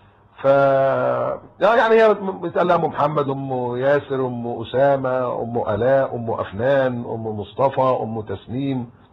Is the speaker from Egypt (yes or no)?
yes; Egypt; ان انا مصري